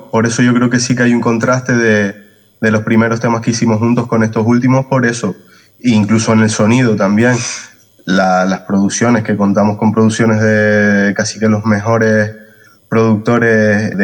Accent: Canary Islands, Spain; de nuestra tierra, de nuestros derechos como canarios

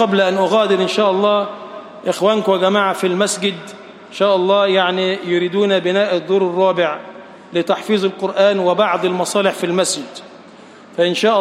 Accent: Egypt; اللهم اجعل بلدنا مصر بلدًا آمنًا

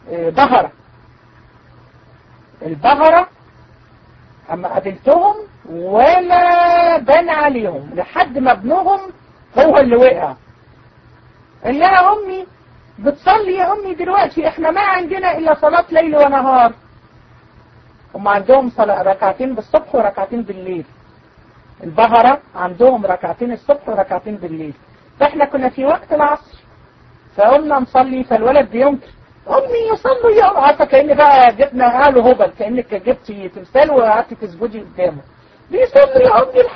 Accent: Egypt; اللي منتشرة عندنا في مصر والعياذ بالله

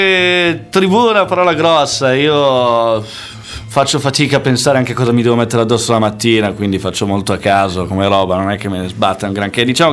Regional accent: Milan, Lombardy, Italy; now in Brussels, Belgium; C'ho 26 anni, vengo da Milano e sono a Bruxelles da un paio di mesi

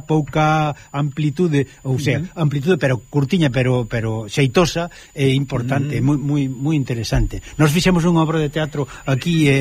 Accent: Covelas, Galicia, Spain; lembro a miña aldea onde eu, pasei uns anos de cativiño, resulta que chamábase Covelas, se lia ao ladiño de Celanova.

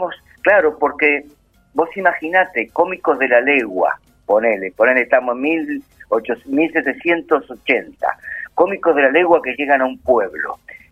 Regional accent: Luján, Buenos Aires Province, Argentina; En Luján. Yo hace unos cuantos años, que es mi pueblo, mi pueblo, Luján, Carlos Ken, mi Macondo

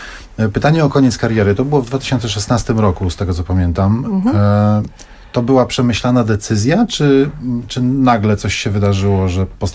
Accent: Silesian Voivodeship, Poland; No to witam ziomala, bo ja też ze Śląska jestem

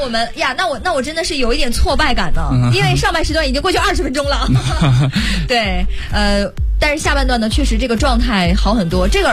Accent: Northeast China, China; 因为我是东北人。

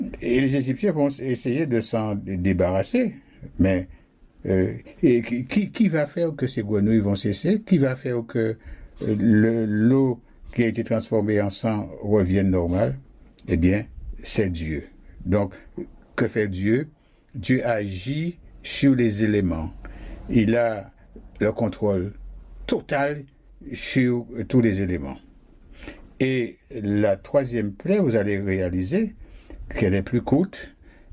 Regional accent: Guadeloupe; Vous le savez bien, chez nous, en Guadeloupe, lorsque il n'y a pas d'eau

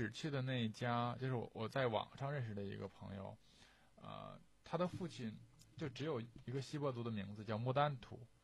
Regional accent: Northeast China, China; born there; 我是因为我在东北出生的，不太会唱歌跳舞，很惭愧

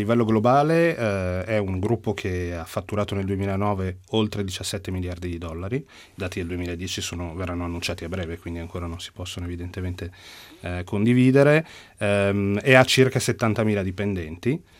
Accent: Milan, Lombardy, Italy; I miei genitori sì, sono entrambi sardi, e io però sono nato a Milano, dove tuttora vivo.

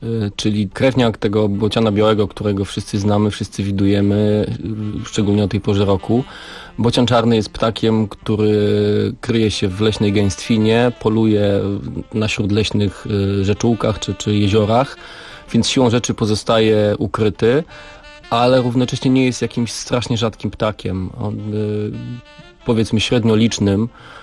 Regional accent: Warsaw, Masovian Voivodeship, Poland; bo ja się urodziłem w Warszawie, wychowałem tutaj

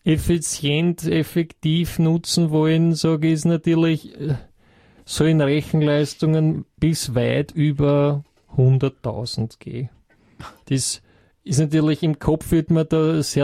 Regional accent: Austria; ist ja bei uns in Österreich nicht sehr weit verbreitet.

